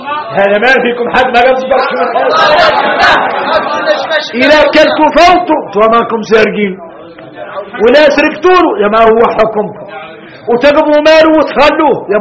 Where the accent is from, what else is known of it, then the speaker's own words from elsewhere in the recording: Mauritania; انا موريتاني